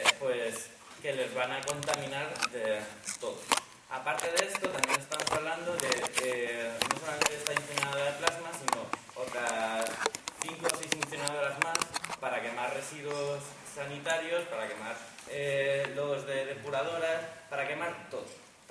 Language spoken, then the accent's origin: Spanish; Community of Madrid, Spain; bueno, soy del sureste de Madrid, una zona que para la gente que no sea, pues de allí, pues una zona de Vegas y que está, digamos, entre la Nacional 2 y la Nacional 3.